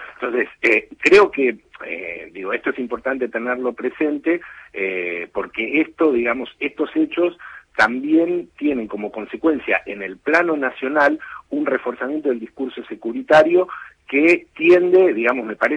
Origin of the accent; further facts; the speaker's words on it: Argentina; nosotros como argentinos esto lo conocemos